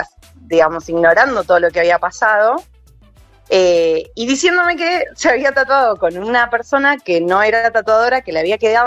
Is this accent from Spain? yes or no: no; La Plata, Buenos Aires Province, Argentina; Sí, perfecto, soy de La Plata.